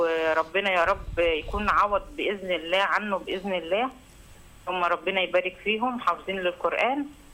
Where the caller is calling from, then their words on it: Cairo, Cairo Governorate, Egypt; من القاهره.